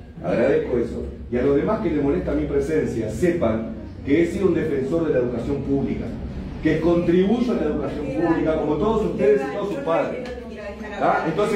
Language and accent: Spanish; Uruguay; Somos todos uruguayos